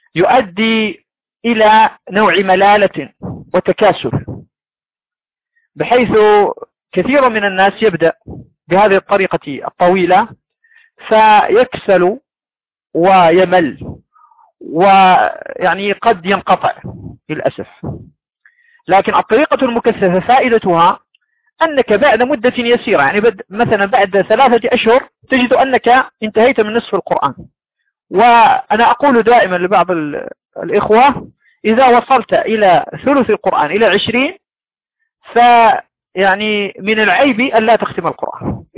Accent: Morocco; عندنا في المغرب

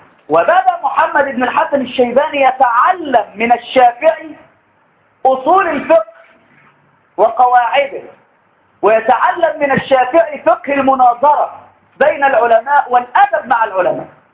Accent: Egypt; بعدين لما رحتوا يعني في بلاد عندنا في مصر لهم لهجات عجيبه

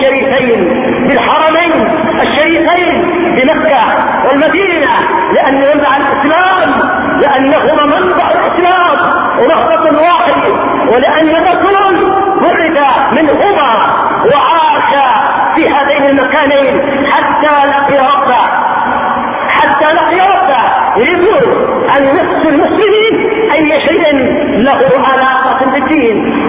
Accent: Yemen; عندنا في اليمن

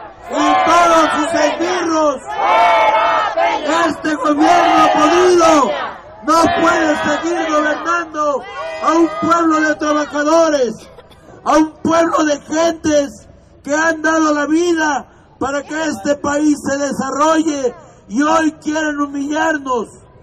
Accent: Mexico; nosotros como mexicanos tengamos que vivir dignamente en nuestro país

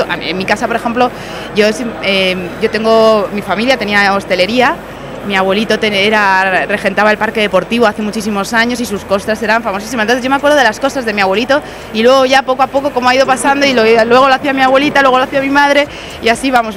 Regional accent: Elche, Valencian Community, Spain; yo soy del Elche de toda la vida y en mi casa todos los domingos del señor hay costra.

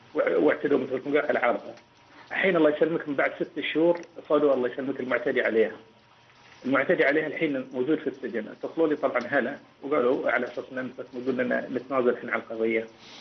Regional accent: Bahrain; الحكم عندنا بالبحرين ليس مثل ما تقول

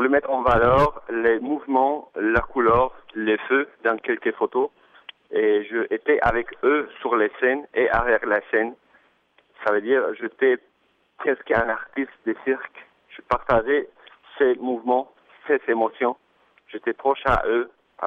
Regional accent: Colombia; French is a second language; now in Montreal, Canada; Et je suis photographe et je viens de la Colombie. Je vis à Montréal presque 4 ans.

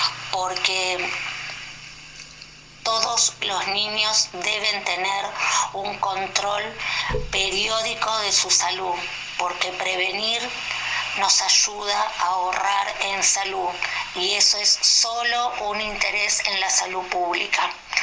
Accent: Buenos Aires, Argentina; de Capital Federal. Tengo 59 años, soy trabajadora estatal en el sector salud

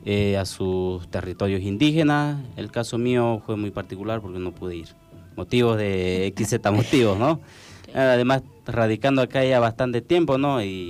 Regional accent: Lomerío, Santa Cruz, Bolivia; En el caso mío, ¿no?, soy de Lomerío

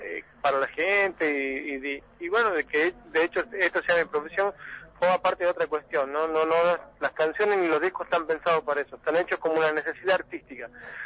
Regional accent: Santiago del Estero, Argentina; yo pertenezco a una zona de Santiago del Estero que está muy ligada también al corredor cultural cuyano, que parte de La Rioja de Catamarca. De hecho, toda mi familia es de origen catamarqueño, afincada como muchas otras familias de Frías, afincadas en la provincia de Santiago del Estero.

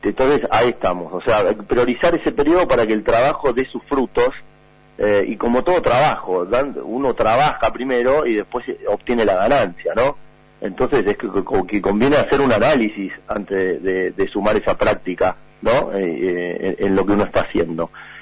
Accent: Argentina; Ahora vamos a ver qué nos pide a nosotros como argentinos, ¿no?

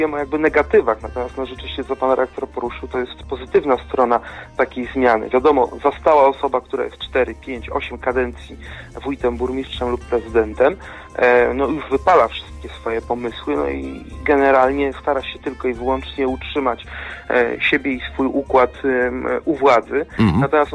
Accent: Kutno, Łódź Voivodeship, Poland; Ja sam pochodzę z miasta Kutna

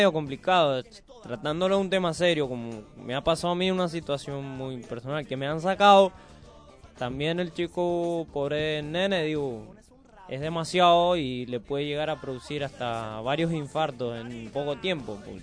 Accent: Puerto Rico; no solo de ahí de mi caserío, de todo lo que es mi pueblo por allá en Puerto Rico

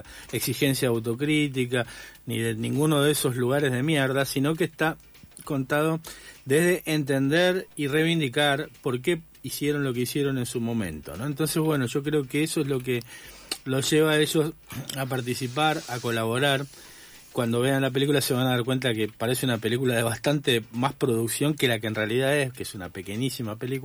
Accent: Rosario, Santa Fe, Argentina; yo de muy chico era militante, y en un pequeño partido en el que estaba en Rosario recibimos en los 80, 86, 87 a muchos de los escapados

